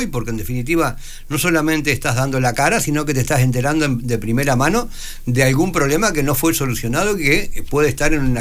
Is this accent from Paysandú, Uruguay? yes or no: no; Maldonado, Uruguay; Yo soy de Maldonado, quiero a Maldonado, respeto a Maldonado, defiendo a Maldonado, peleo por Maldonado, así que a mí no me sacan de acá.